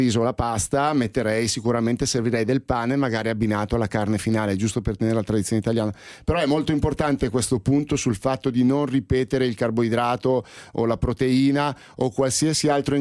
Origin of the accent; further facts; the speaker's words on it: Milan, Lombardy, Italy; qua ti parlo da milanese